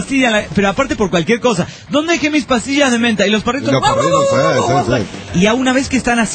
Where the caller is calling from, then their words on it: Hermosillo, Sonora, Mexico; de Hermosillo, Sonora, México.